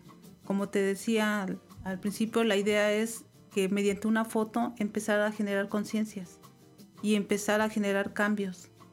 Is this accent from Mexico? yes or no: yes; Tuxpan, Mexico; De hecho, yo soy originaria de Tuxpan y esta sería la tercera que llevo allá